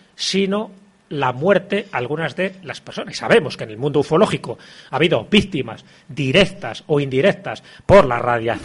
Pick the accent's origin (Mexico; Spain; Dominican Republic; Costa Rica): Spain; Castile and León; ya digo que mi pueblo está a 25 kilómetros de Benavente, ya estamos en Zamora